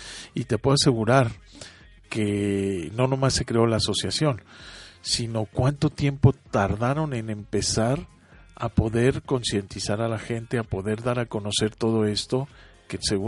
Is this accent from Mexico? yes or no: yes; Mexico; bueno, en México a lo mejor tenemos esa conciencia.